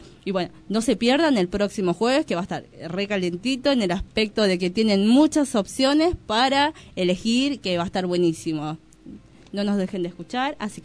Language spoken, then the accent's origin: Spanish; Bolivia; yo soy boliviana